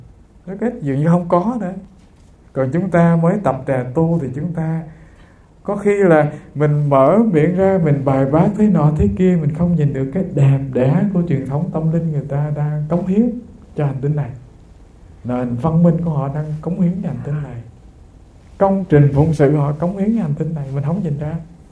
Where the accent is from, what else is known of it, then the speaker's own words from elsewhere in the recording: An Giang, Vietnam; Quê hương tôi hồi xưa, thưa các vị, có cái nơi gọi là Cù Lao Giang. Tức là từ bên này sông Tiền đi ngang qua bên kia thì có một cái nơi